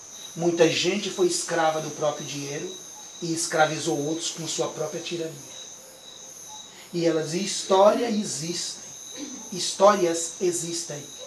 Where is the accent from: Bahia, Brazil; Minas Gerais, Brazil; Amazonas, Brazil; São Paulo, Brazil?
Bahia, Brazil; Salvador; E nós somos de Salvador. E nós não conhecemos a história daqui.